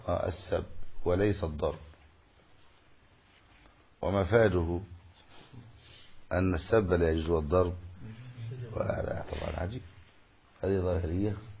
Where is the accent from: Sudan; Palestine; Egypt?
Egypt; والمثل الذي عندنا في مصر